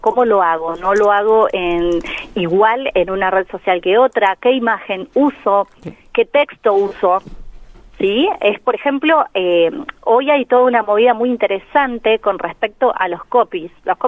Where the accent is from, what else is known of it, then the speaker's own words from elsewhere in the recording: Córdoba, Argentina; now in La Pampa, Argentina; yo soy de Córdoba, apenas me vine a vivir acá, empecé a trabajar con redes sociales y esto ya hace 10 años.